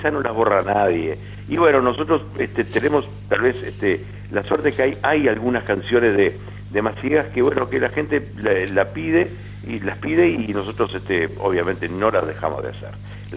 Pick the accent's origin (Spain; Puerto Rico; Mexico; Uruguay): Uruguay; Rivera; moved away; also born or lived in Montevideo; cuando me fui de Rivera, mirá, ese es el que se fue para Montevideo, y en Montevideo era el vallano de Rivera